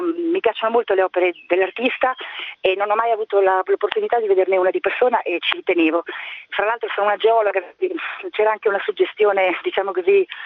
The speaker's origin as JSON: {"language": "Italian", "town": "Urbino", "region": "Marche", "country": "Italy", "tie": "born there", "said": "sono nata in Urbino, la zona è quella."}